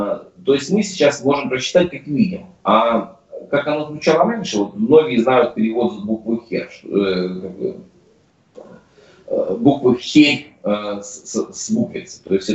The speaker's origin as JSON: {"language": "Russian", "region": "Siberia", "country": "Russia", "said": "Я вообще сам из Сибири"}